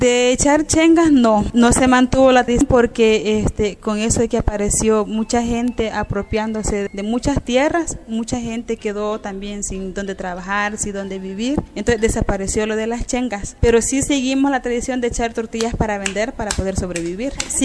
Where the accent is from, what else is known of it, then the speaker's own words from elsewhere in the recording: San Julián, Sonsonate, El Salvador; soy originaria de San Julián, de un pueblo de Sonsonate.